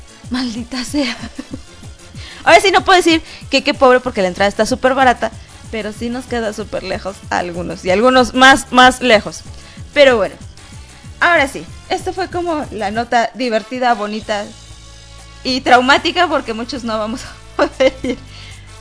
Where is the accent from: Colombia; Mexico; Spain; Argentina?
Mexico; soy de aquí de México, pero no soy de la Ciudad de México ya.